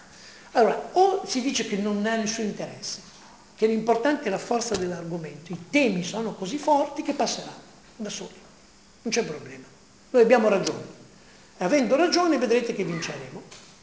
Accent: Emilia-Romagna, Italy; also born or lived in Palermo; siccome sono un palermitano di adozione, anche se sono romagnolo

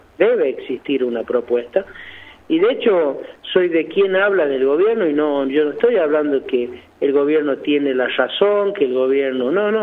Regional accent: La Rioja, Argentina; la esperanza y el optimismo como riojanos lo tenemos

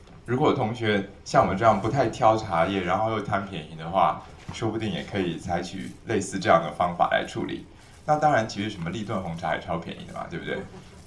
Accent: Taiwan; 我们台湾人的一两是多少公克啊？

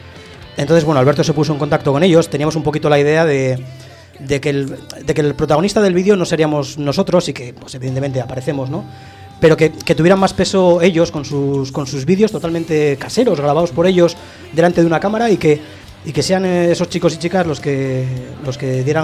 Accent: La Rioja, Spain; Somos riojanos, que somos tres

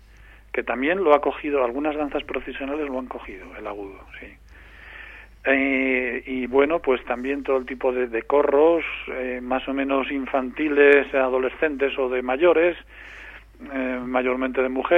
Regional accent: Calahorra, La Rioja, Spain; Sí, yo soy de Calahorra, sí.

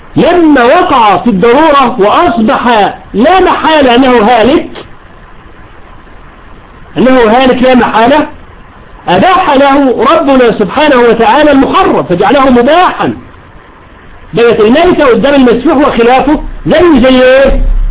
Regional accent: Egypt; العملية مش هوج موج زي ما يقول عندنا في مصر

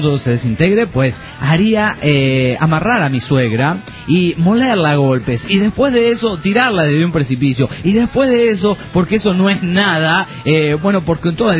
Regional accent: San Diego de Alejandría, Jalisco, Mexico; de Jalisco, de San Diego de Alejandría, Jalisco.

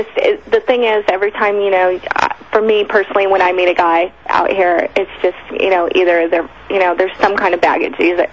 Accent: California, United States; Well, no, I'm from California.

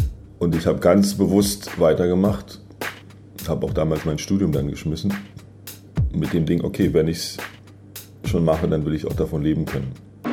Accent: Germany; born there; Ich bin in der DDR geboren

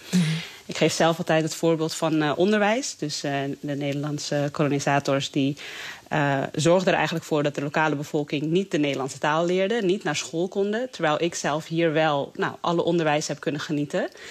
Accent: Netherlands; born there; als Indonesiër die in Nederland woont en hier ook geboren is

